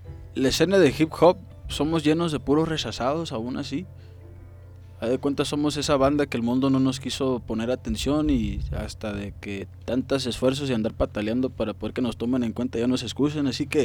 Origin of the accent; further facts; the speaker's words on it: Mexico; also born or lived in United States; como yo vengo de afuera del DF, aparte de que 2014 y atrás ni vivía en México, yo venía ya del gabacho